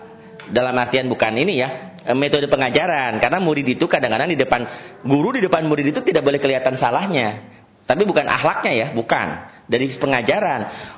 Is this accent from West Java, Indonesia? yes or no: yes; Sukabumi, West Java, Indonesia; also born or lived in Batak; saya ini orang Sukabumi, lahir di Sukabumi, tapi lama di terminal.